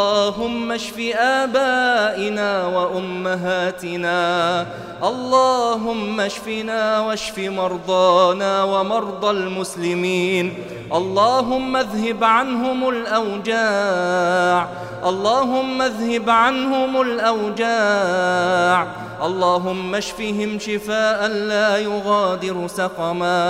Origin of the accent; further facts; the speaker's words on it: Egypt; عن بلدنا مصر خاصة وعن سائر بلاد